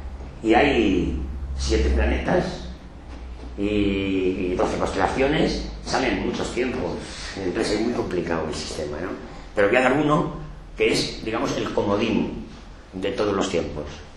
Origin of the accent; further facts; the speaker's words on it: Galicia, Spain; por lo menos en mi tierra, en Galicia lo venden en una farmacia